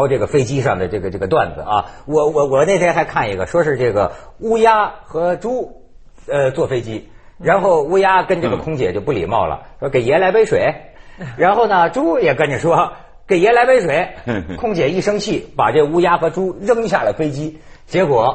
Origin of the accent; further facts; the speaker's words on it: Shijiazhuang, Hebei, China; 最近我的家乡石家庄啊，传出一条新闻